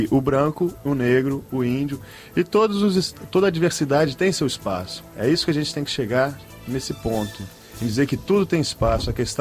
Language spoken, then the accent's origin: Portuguese; Rio de Janeiro, Brazil; Eu sou carioca, mas...